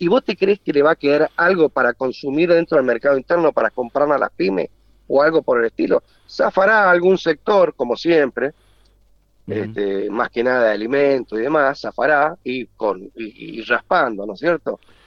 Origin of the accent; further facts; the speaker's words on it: Mendoza, Argentina; yo te voy a hablar como mendocino.